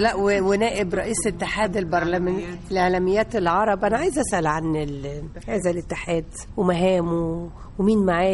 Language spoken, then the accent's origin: Arabic; Egypt; احنا برضو كمصريين بنتميز ببعض الاكلات كده